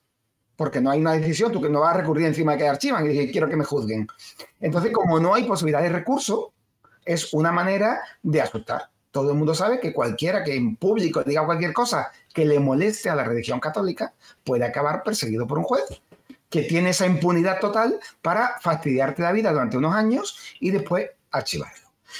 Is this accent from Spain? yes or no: yes; Spain; Una vergüenza casi como español.